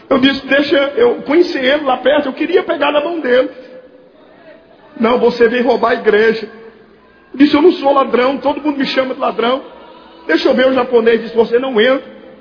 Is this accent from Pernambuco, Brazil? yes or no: yes; Recife, Pernambuco, Brazil; lá na minha cidade, no Recife.